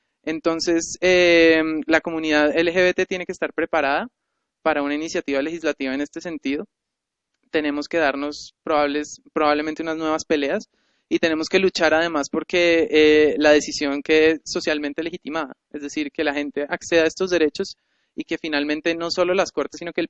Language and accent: Spanish; Colombia; tienen un derecho al cual yo como colombiano no puedo acceder?